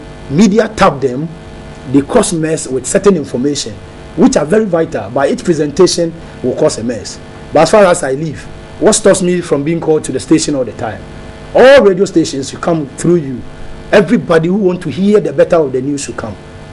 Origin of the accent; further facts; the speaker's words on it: Ekropo, Ghana; Trust me, I'm a teacher from Ekropo, and we call ourselves Edikamfo.